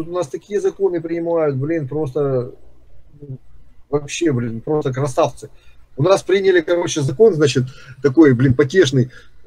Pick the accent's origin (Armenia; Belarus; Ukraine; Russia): Ukraine; born there; У меня мама, допустим, родилась в Ереване. Я сам родился в Украине.